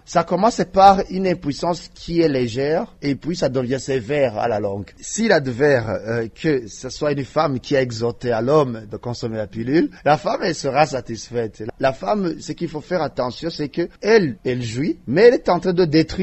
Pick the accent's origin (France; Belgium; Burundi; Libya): Burundi; Chez nous, au Burundi, je dirais que la vitesse de propagation commence à être accélérée.